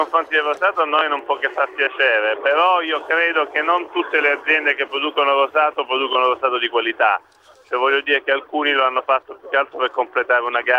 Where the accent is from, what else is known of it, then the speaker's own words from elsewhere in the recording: Apulia, Italy; anche poi come pugliese rappresenta una caratterizzazione importante diciamo del territorio.